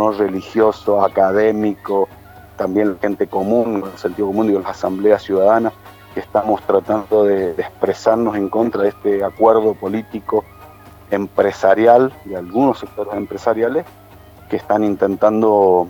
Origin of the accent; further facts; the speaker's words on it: San Carlos, Mendoza, Argentina; mi pueblo, en el centro, en el corazón de la provincia de Mendoza, en San Carlos